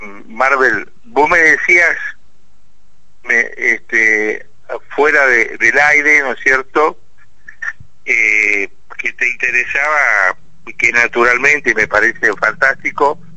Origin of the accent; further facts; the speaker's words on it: Santa Fe, Argentina; y los que más en mora estamos, somos los santafesinos, que somos una ciudad de tradición administrativa.